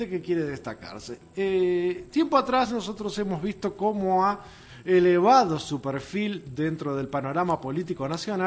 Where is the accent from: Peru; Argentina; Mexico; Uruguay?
Uruguay; como uruguayo tengo que agradecer a la Organización de Estados Americanos